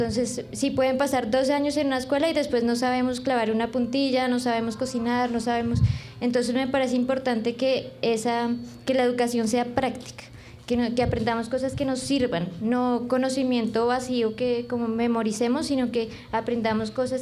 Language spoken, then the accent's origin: Spanish; Silvania, Cundinamarca, Colombia; vengo de Silvania.